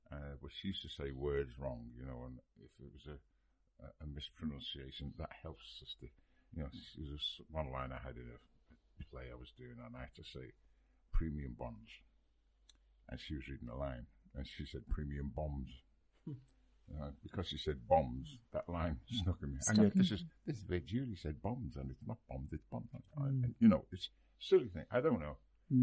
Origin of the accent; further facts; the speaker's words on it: Liverpool, North West England, United Kingdom; just because I'm from Liverpool.